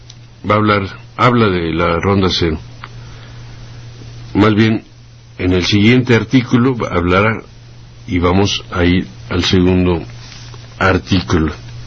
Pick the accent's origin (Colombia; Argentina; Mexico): Mexico; para que nos vayamos acostumbrando al papel que nos corresponderá como mexicanos